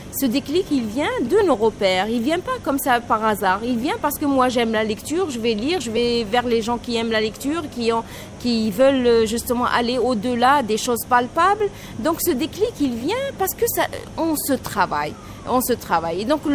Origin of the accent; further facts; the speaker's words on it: Algiers, Algiers Province, Algeria; also born or lived in N'Gaous; j'ai vraiment grandi à Alger. Mes parents habitaient avant ma naissance à Alger. Donc, si je suis née à Ngaos, c'est parce que mes parents, ils sont d'origine là-bas.